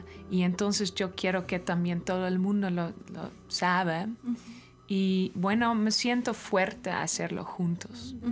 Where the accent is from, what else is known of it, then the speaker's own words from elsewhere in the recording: Netherlands; Spanish is a second language; Bueno, yo soy de Holanda y toco en una banda